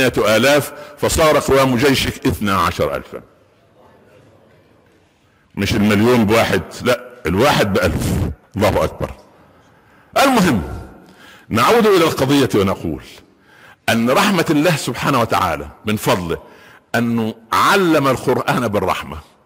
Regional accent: Minya Governorate, Egypt; مدينة عندنا في المنيا اسمها البهنسة مدينة صغيرة كده جنب بني مزار

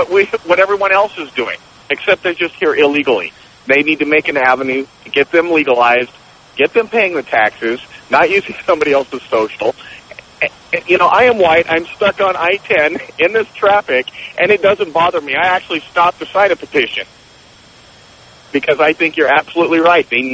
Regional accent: Oregon, United States; now in California, United States; I'm from Oregon, and that's what they called it there. I had to relearn it here.

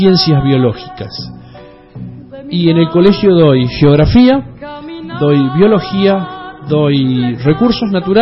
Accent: Tucumán, Argentina; moved away as an adult; now in Santa Cruz, Argentina; soy tucumano y allá por el año 2002, por una cuestión laboral, decidí emigrar como muchos norteños, como nos caracterizan allá, emigrar a la provincia de Santa Cruz. Estoy ahí desde el 2002

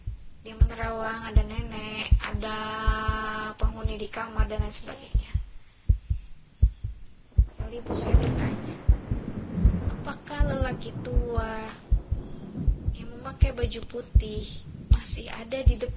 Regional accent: Balikpapan, East Kalimantan, Indonesia; born there; Saya lahir di Balikpapan, Kalimantan Timur. Dan saya asli keturunan Jawa.

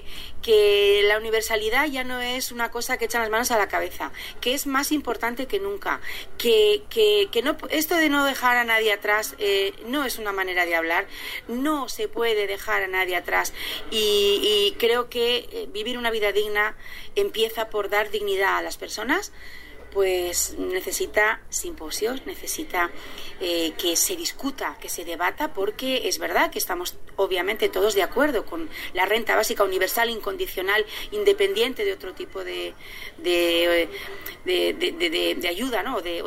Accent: Canary Islands, Spain; soy coordinadora de ATAC España y de ATAC Canarias y vengo de Canarias.

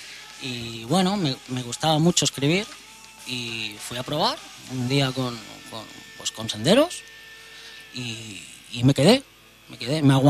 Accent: Sabadell, Catalonia, Spain; el maestro y yo, que somos de Sabadell, somos del mismo barrio, llevamos toda la vida juntos.

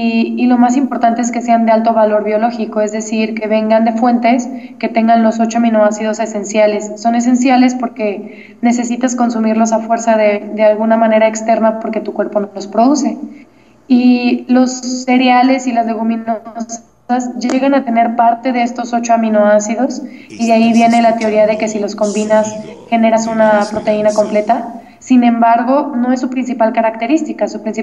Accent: Guadalajara, Jalisco, Mexico; bueno, yo soy Guadalajara de México, y me fui a buscar chapulines.

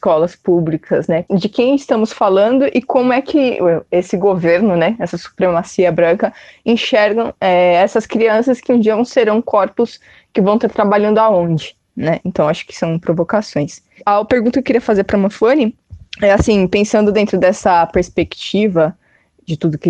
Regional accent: Guarulhos, São Paulo, Brazil; que eu sou aqui de Guarulhos, né?

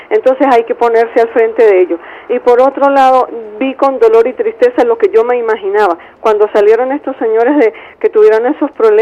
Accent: Michelena, Táchira, Venezuela; en mi pueblo, Michelena, Estado Táchira

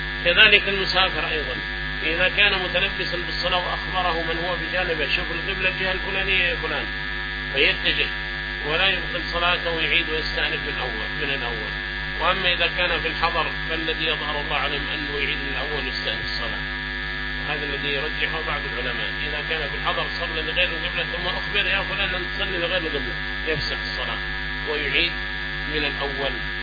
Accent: Yemen; سواء كان عندنا في اليمن

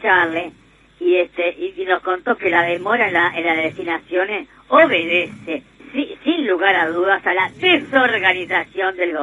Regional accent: Uruguay; Yo soy uruguayo antes que nada.

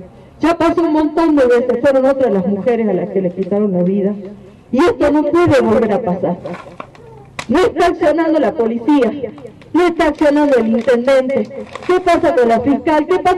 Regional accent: Humahuaca, Jujuy, Argentina; Algunos me conocen, otros no, porque si bien soy de Humahuaca, hace mucho tiempo que no vivo aquí

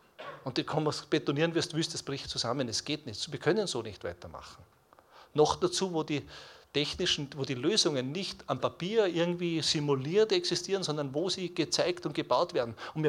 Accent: Switzerland; Ich habe es gesagt, ich komme aus der Schweiz.

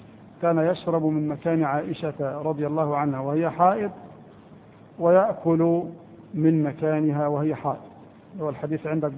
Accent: Egypt; لكن احنا كمصريين لا نأكله

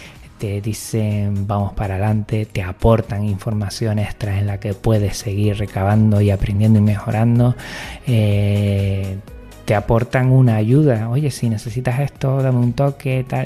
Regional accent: Jerez de la Frontera, Andalusia, Spain; Soy de Jerez de la Frontera y bueno, el canario me resulta muy familiar y acogedor.

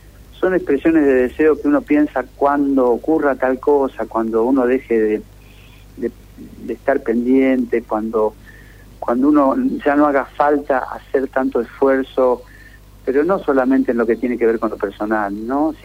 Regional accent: Santa Fe, Argentina; El río que pasa por mi pueblo, el Carcarañá, también tiene ese color.

